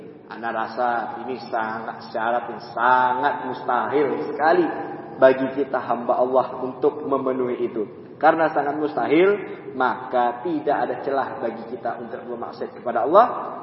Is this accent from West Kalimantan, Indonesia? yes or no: yes; Pontianak, West Kalimantan, Indonesia; Saya dari Pontianak datang ke sini